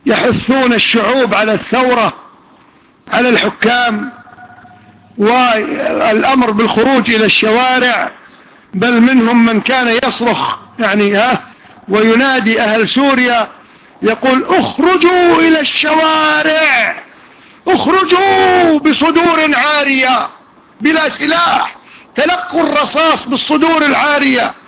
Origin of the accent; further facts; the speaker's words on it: Kuwait; حتى عندنا في الكويت